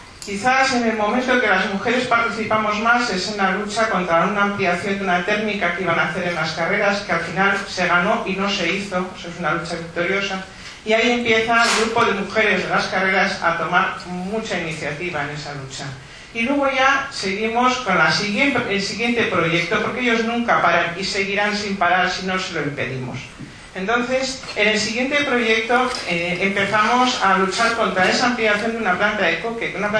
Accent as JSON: {"language": "Spanish", "town": "Muskiz", "region": "Basque Country", "country": "Spain", "said": "Bueno, yo vengo de Muskiz a Abanto Ciérvana, Meatzaldea, ¿eh?"}